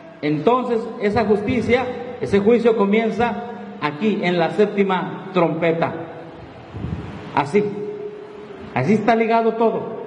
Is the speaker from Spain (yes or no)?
no; Mexico; todos somos vecinos de Estados Unidos, somos mexicanos.